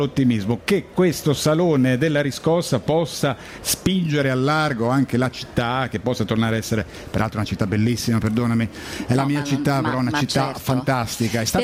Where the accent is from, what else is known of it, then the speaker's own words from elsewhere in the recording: Genoa, Liguria, Italy; E così, da genovese, l'auspicio è che l'abbrivio